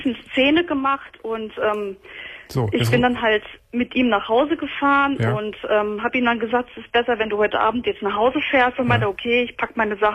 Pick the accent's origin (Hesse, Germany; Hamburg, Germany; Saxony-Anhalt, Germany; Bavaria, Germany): Hesse, Germany; ich bin aus der Nähe von Kassel. Das ist ja schon ein Stück.